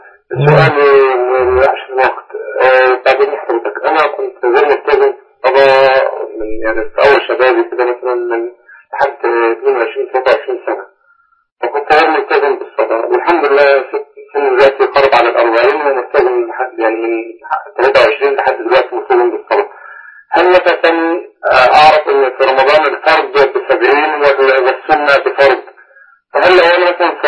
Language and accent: Arabic; Mansoura, Dakahlia, Egypt; المنصورة.